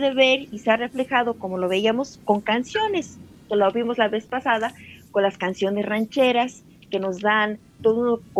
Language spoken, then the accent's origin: Spanish; Mexico; nos sentimos, al menos todos los que participamos, como mexicanos